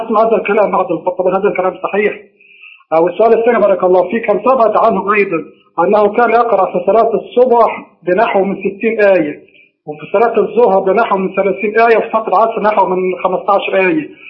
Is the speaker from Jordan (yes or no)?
yes; Jordan; عندنا بالأردن سيدي صلة الرحم